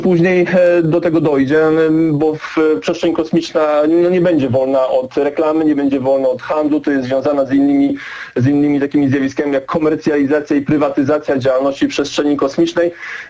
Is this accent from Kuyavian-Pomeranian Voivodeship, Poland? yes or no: yes; Toruń, Kuyavian-Pomeranian Voivodeship, Poland; jestem z Turnia.